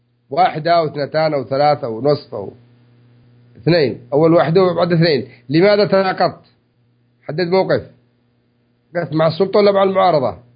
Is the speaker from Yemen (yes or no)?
yes; Yemen; الجرين يسموه المجران، عندنا في اليمن يسموه مجران